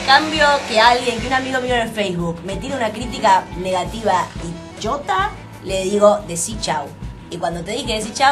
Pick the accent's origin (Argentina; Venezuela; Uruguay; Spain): Argentina; Buenos Aires; Yo soy una enferma de Buenos Aires. Me zarpo en unitaria. Me zarpo en porteña y centralista.